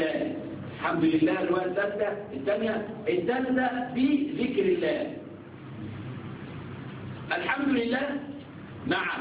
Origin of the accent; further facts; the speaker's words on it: Egypt; عندنا في مصر كلية الهندسة، كلية الهندسة خمسة أعوام